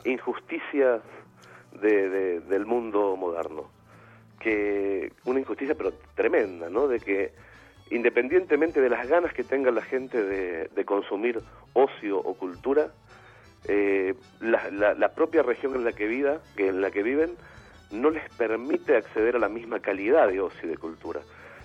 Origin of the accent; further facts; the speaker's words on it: Argentina; moved away as an adult; A las 30, o sea, justamente hace 10 años, me fui de Argentina para siempre